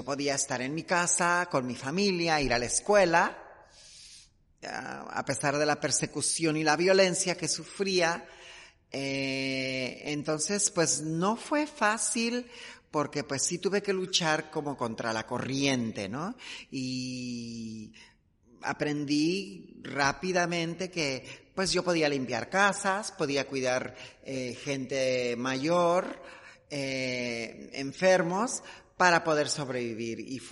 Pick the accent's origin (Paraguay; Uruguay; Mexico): Mexico; seguimos siendo asesinadas en mi país, en México.